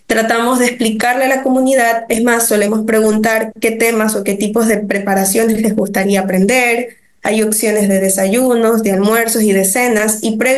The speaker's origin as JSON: {"language": "Spanish", "country": "Ecuador", "said": "que queremos que se haga una cultura que es parte de nosotros como los ecuatorianos."}